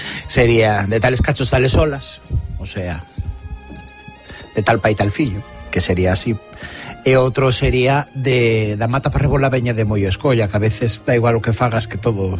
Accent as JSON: {"language": "Galician", "region": "Catalonia", "country": "Spain", "tie": "born there", "moved": "as an adult", "lives_now": "Galicia, Spain", "said": "son historiador, nacín en Cataluña e fai uns 10 anos que vivo aquí en Galicia."}